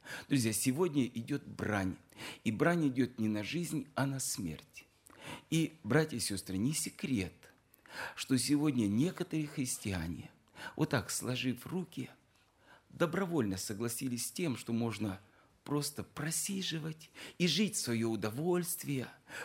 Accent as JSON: {"language": "Russian", "region": "Siberia", "country": "Russia", "said": "Мы сибиряки, но все равно на севере мороз еще сильнее."}